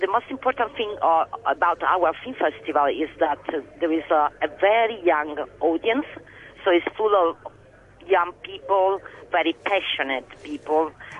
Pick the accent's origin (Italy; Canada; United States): Italy; Since we are from Italy, you know, we are particularly in love with melodramas.